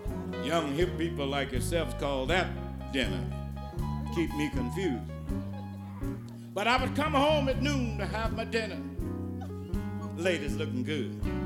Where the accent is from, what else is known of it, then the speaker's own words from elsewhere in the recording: Mississippi, United States; But when I was growing up in Mississippi, used to see a guy walking down the road with a great big piece of ice on his shoulder.